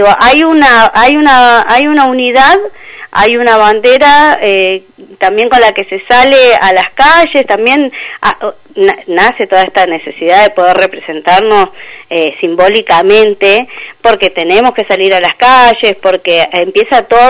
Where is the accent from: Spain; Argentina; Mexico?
Argentina; y eso no me va a hacer ni menos argentina ni menos mapuche